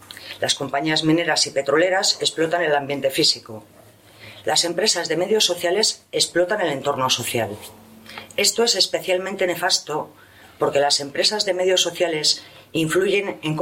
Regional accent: Palencia, Castile and León, Spain; Vengo de Palencia

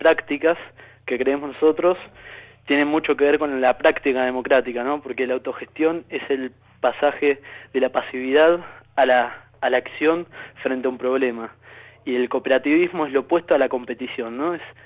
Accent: Moreno, Buenos Aires Province, Argentina; Pasa que yo conocí a la organización yendo a la facultad y soy de Moreno

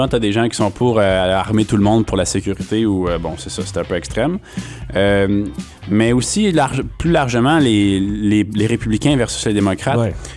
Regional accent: Quebec, Canada; si les Québécois, si on veut que le Québec soit libre, ben, le Québec peut

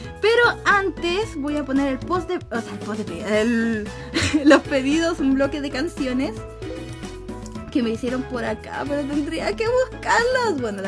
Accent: Chile; soy de Chile, entonces voy a estar usando muchos modismos chilenos

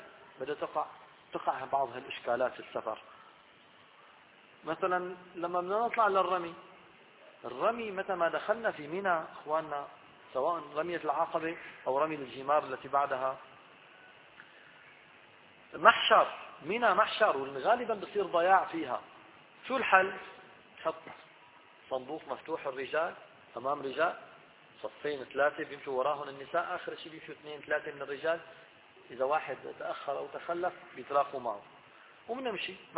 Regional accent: Syria; في الحقيقة أن الناس خصوصا نحن عندنا الحج من سوريا أو من الشام نعاني من هذه النقطة.

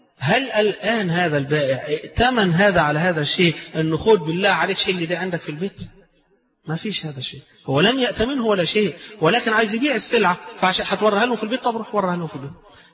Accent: Egypt; طبعا احنا كمصريين بنحب الفسيخ وناكل الفسيخ

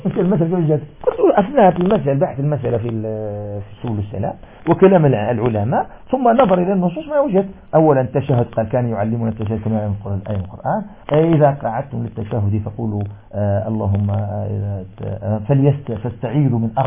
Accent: Algeria; moved away; نشأت في بيئة مالكية فكنا نرى 84 كيلو ثم انتقلت من الجزائر إلى الدراسة السعودية

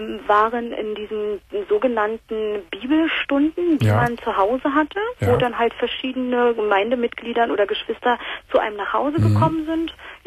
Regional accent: Berlin, Germany; now in North Rhine-Westphalia, Germany; ich komme gebürtig aus Berlin und bin nach Nordrhein-Westfalen gezogen

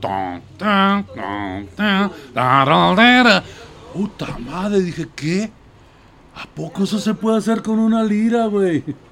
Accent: Gómez Palacio, Durango, Mexico; now in Guadalajara, Mexico; soy originario de Gómez Balazos, Durango. Porque ya no se le llama Gómez Palacios.

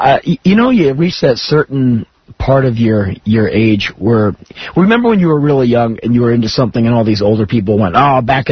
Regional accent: United States; All I have is an opinion, and I'm, as an American, like, we're not in Stalinist Russia, are we?

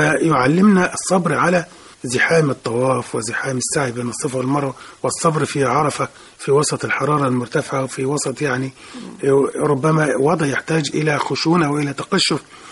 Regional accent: Egypt; إحنا عندنا كمصريين خاصة عادة نرجو أن نتخلص منه

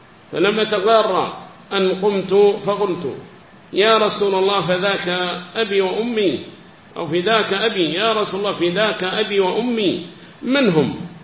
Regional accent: South Yemen, Yemen; فكان إذا كانت هناك عمارة عندنا في اليمن الجنوبي

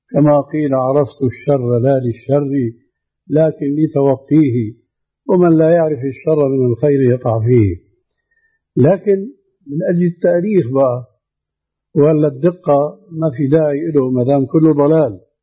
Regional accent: Syria; لكن النوبات مستعملة عندنا في سوريا

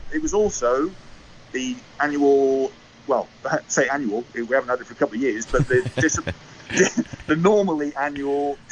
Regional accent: Scotland, United Kingdom; As a Scot, we're expecting a few more than we've had for the last couple of Lions tour parties.

